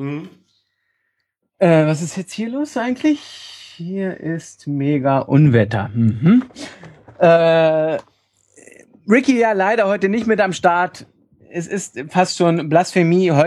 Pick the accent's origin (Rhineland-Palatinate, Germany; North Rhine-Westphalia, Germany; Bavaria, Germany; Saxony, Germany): Saxony, Germany; Leipzig; Und da würde ich sagen, Nehme ich, als Leipziger.